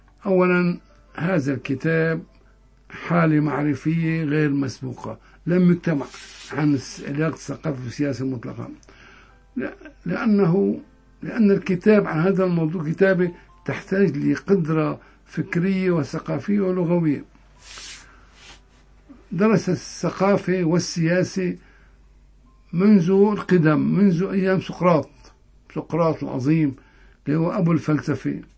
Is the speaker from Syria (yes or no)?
yes; Hama, Hama Governorate, Syria; accent: Hama; والدلعونة الحموية هي لهجتنا كما لهجة الساحل